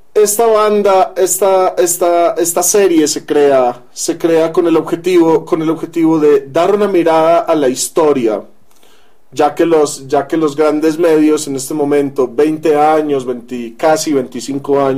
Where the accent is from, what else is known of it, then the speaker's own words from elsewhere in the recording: Medellín, Antioquia, Colombia; accent: paisa; Provengo de Colombia, de Medellín específicamente. Mi acento se lo recordará a muchas personas que tal vez hayan oído el famoso acento paisa